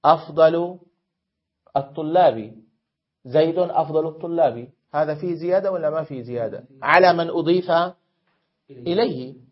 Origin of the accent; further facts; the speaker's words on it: Syria; فالحمصيون كسوري أقول